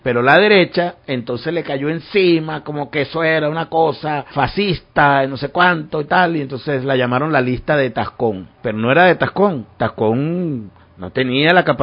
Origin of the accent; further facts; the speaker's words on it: Venezuela; como venezolanas, como venezolanos, el hecho de que estemos experimentando en nuestro país, en nuestra nación